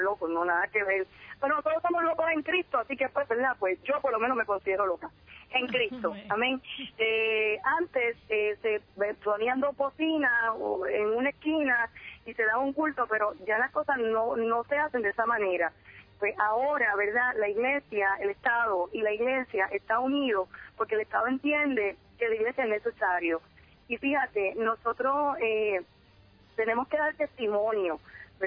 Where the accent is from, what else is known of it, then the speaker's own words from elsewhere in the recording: Puerto Rico; somos boricuas, ¿verdad? Somos puertorriqueños, siempre nos preguntan de qué ciudadanía son, y somos cristianos, pero también somos puertorriqueños, somos ciudadanos americanos